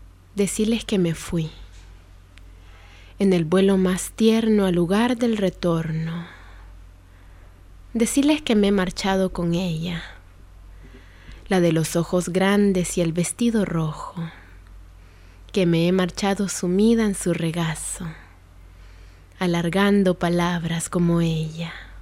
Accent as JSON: {"language": "Spanish", "country": "Honduras", "said": "es un tema que en mi país se vive muy de cerca, ¿no? Por el nivel de violencia que hay."}